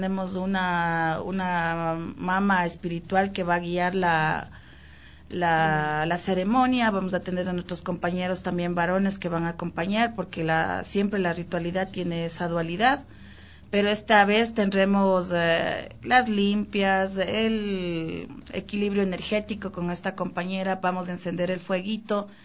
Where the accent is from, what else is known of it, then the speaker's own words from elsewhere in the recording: Imbabura, Ecuador; yo soy de Imbabura. Y tengo dentro de mi identidad el proceso afroecuatoriano y el proceso indígena